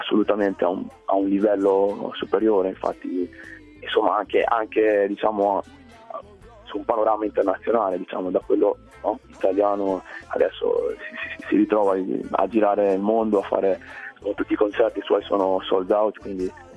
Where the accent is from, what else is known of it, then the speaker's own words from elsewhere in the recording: Pesaro, Marche, Italy; sono cresciuto in Italia, per la precisione a Pesaro, nel nord delle Marche. E quindi sono cresciuto non avendo mai conosciuto mio padre, perché l'unica cosa che so è che lui è nigeriano.